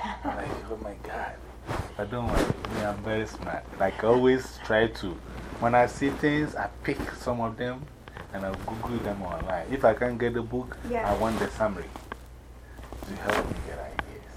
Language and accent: English; Ghana; also born or lived in New York, United States; Now me, I'm an ambassador. One, for myself, Ghana, the Percussive Art Society, and Africa. And I moved from New York, so I'm also an ambassador for New York.